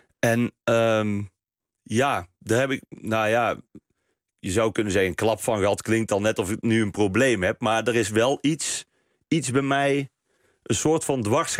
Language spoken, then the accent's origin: Dutch; Best, North Brabant, Netherlands; in Best, waar ik vandaan kom.